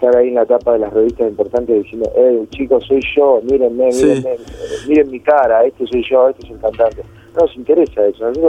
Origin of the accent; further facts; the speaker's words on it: Rosario, Santa Fe, Argentina; Ni siquiera saben que por ahí somos de Rosario.